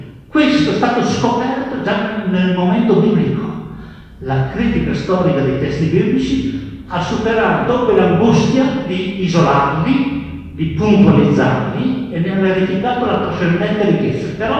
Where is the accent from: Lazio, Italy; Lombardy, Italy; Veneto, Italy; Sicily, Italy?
Veneto, Italy; Padua; vengo da Padova